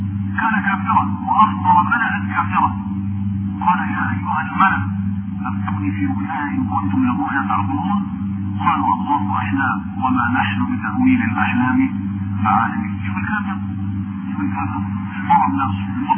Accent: Egypt; وخاصة أنا أقول في بلدنا مصر

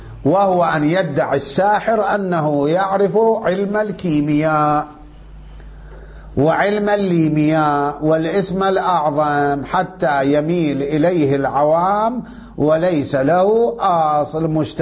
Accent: Iraq; احنا عندنا بالعراق كان يقولوا له ملبس

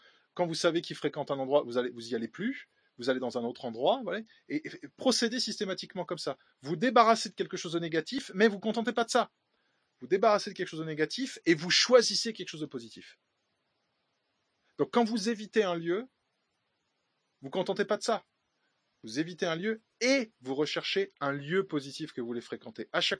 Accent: France; chez nous, en France

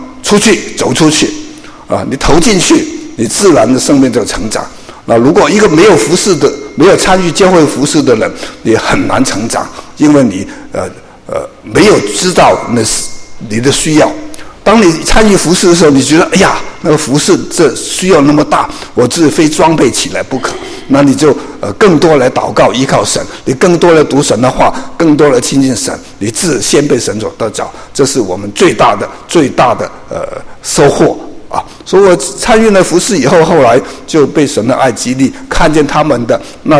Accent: China; moved away as an adult; also born or lived in Hong Kong; now in United States; 特别我个人是从国内长大，后来到了香港，然后还从香港来美国，我在美国已经30多年

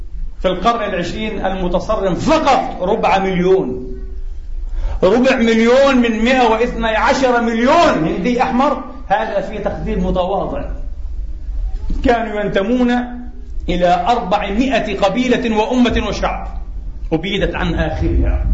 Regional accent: Palestine; أجد في نفسي كفلسطيني وعربي ومسلم

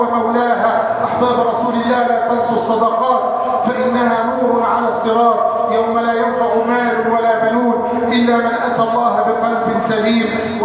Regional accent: Egypt; احفظ بلادنا مصر وسائر بلاد المسلمين

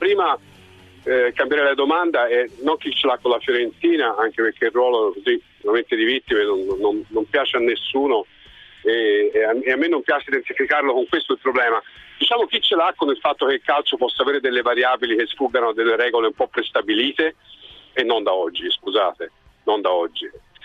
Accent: Florence, Tuscany, Italy; io sono fiorentino, amo questa città, la vivo e so che è un po' un teatro

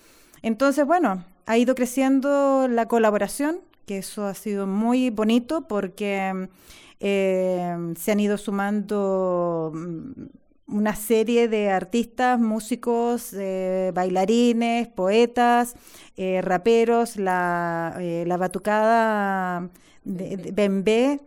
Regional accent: Chile; now in Spain; Aquí, de hecho, en esta performance hay personas que somos de Chile

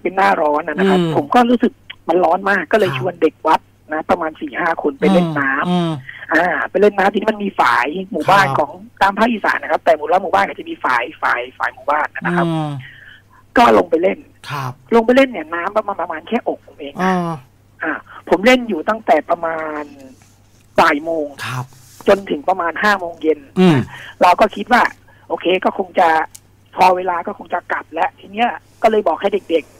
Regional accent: Bangkok, Thailand; คือจริงๆแต่ก่อนผมก็งงนะเพราะว่าเราเป็นคนกรุงเทพอะนะครับ

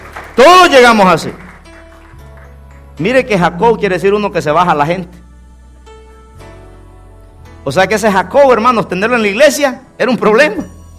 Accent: Guatemala; nací un 14 de enero. El siguiente día era el día de Esquipula, un santo negro que tienen allá en mi país, que es de Guatemala.

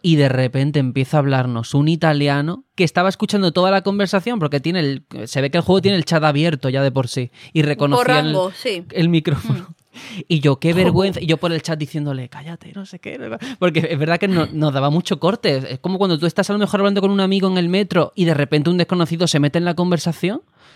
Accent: Andalusia, Spain; los que somos del sur, de Andalucía, la forma de expresarnos, de comunicar, en todos los ámbitos

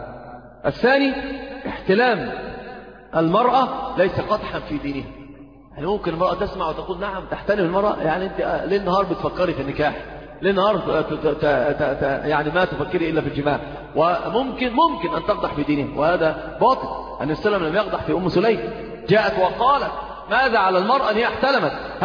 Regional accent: Egypt; عندنا في مصر كثير من يعني أنت تجد الصغير والكبير

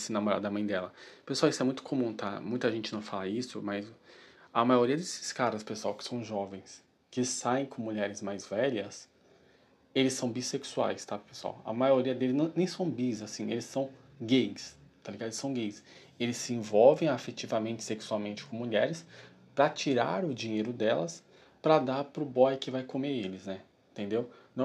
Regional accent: Brazil; Nós, que somos brasileiros, a gente consegue ver isso na nossa sociedade com muita facilidade

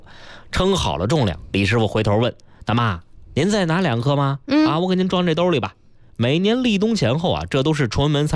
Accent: Beijing, China; 反正我们俩人呢，打小在北京生活哈

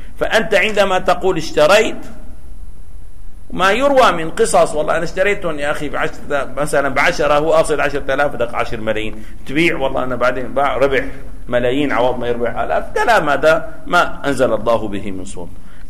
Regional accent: Damascus, Damascus Governorate, Syria; إذا كنا في بلد مثل سوريا الآن، يعني بلدنا دمشق

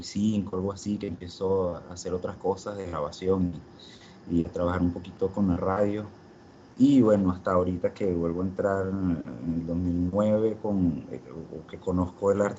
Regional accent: San Felipe, Yaracuy, Venezuela; Bueno, yo soy de Venezuela, de San Felipe, del estado de Yaracuy. Y bueno, tengo 31 años.

